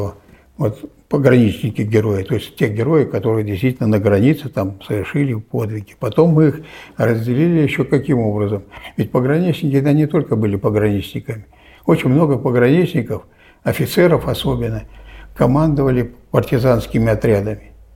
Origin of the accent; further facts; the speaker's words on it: Novosibirsk Oblast, Russia; недалеко от моей родины, Новосибирской области.